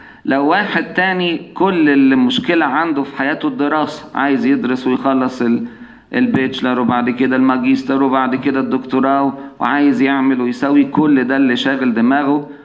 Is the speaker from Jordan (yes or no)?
no; Egypt; كنت أعرف خدام عندنا في مصر